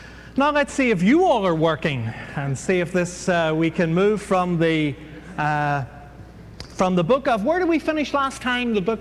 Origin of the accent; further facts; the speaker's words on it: Ireland; Nabil Saud is Lebanese, and I'm Irish, and that's a lethal combination.